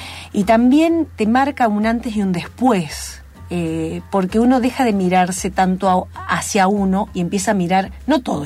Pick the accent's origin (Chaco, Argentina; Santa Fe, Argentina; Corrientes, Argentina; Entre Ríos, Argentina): Santa Fe, Argentina; Venado Tuerto; moved away as an adult; also born or lived in Buenos Aires; Y yo soy de Venado Tuerto, vecino, ¿viste?